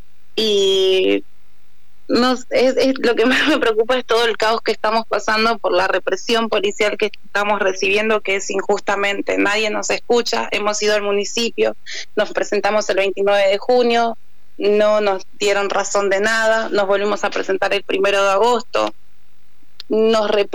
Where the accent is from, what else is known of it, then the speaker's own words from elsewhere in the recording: Virrey del Pino, Buenos Aires Province, Argentina; Bien, somos de Virrey del Pino, en kilómetro 35, el predio está ubicado entre Balestrín y California y Arroyo Morales.